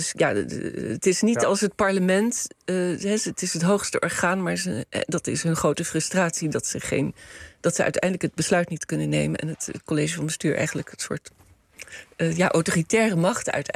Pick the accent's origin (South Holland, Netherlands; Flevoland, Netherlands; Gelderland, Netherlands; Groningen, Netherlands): South Holland, Netherlands; The Hague; ik denk zelf aan de boerendemonstraties waar ik als Hagenaar twee keer mee geconfronteerd werd in oktober 2019.